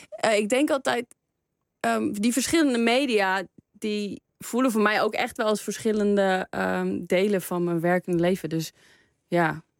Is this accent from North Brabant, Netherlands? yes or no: no; Watergang, North Holland, Netherlands; born or raised there; accent: plat; also born or lived in Amsterdam